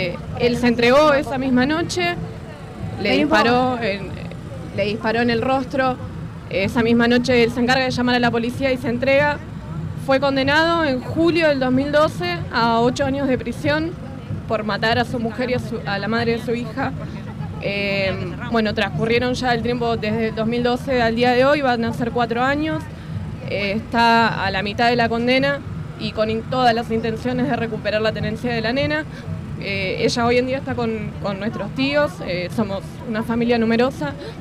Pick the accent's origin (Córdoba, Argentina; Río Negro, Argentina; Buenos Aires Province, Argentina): Buenos Aires Province, Argentina; Lanús; soy de Lanús